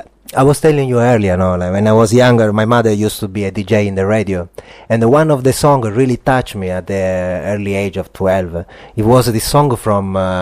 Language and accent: English; Sicily, Italy; English is a second language; I come from Sicily, right? And I come from a little town